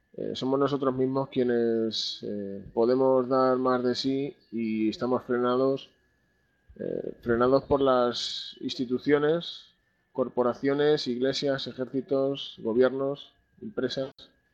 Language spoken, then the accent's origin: Spanish; Spain; Yo también soy un compañero de España